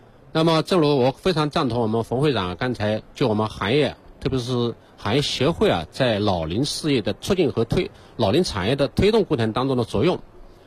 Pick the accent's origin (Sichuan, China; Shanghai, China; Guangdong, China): Shanghai, China; 我来自上海，大家知道上海呢是全国呢最早进入老龄化行业的时候这个城市，特大城市。